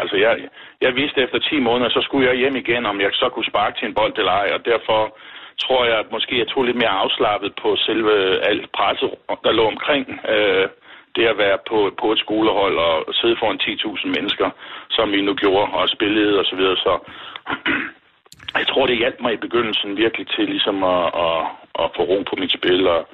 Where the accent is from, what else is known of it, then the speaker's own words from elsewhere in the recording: Struer, Central Denmark Region, Denmark; Det var jeg jo vant til fra barndomsben at være med i klubmiljøet derhjemme i Struer.